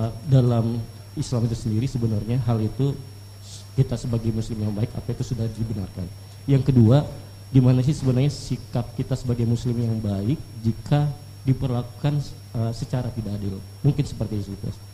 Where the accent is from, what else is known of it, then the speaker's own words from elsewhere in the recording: Medan, North Sumatra, Indonesia; also born or lived in Makassar; Saya dari campur Ustaz, dari Medan dan Makassar.